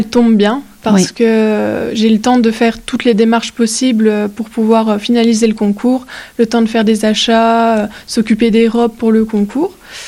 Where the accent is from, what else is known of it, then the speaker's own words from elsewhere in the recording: Grand Est, France; on est une par département, donc moi, je suis des Vosges